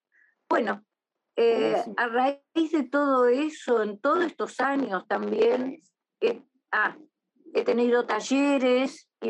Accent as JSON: {"language": "Spanish", "town": "Paraná", "region": "Entre Ríos", "country": "Argentina", "tie": "born or raised there", "lives_now": "Buenos Aires, Argentina", "said": "vivo en Buenos Aires, soy de... Yo crecí en Paraná, pero bueno, pero he vivido en Buenos Aires, vivo ahora acá"}